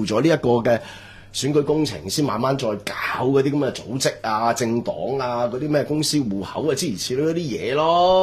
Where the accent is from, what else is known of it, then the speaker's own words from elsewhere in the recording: China; 話曬我係中國人嚟㗎嘛，唔係鬼佬記者啊嘛，